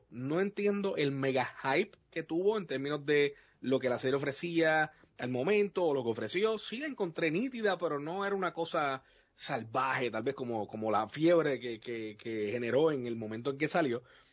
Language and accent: Spanish; Puerto Rico; nosotros somos de Puerto Rico, pero nuestra comunidad es internacional